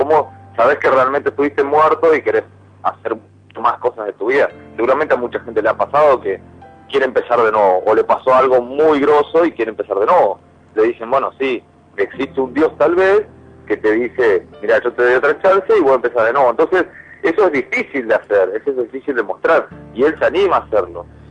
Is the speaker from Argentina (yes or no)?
yes; Argentina; si yo soy argentino, quiero algo de los Pumas